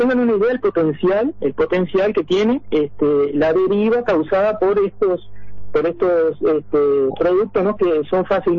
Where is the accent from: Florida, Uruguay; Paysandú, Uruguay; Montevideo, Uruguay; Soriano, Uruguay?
Florida, Uruguay; moved away; yo soy de Florida, ¿no? Me vine en el año 97 por cuestiones de trabajo, para trabajar en Carrao. Durante 10 años trabajamos en Carrao hasta el 2007, ¿no?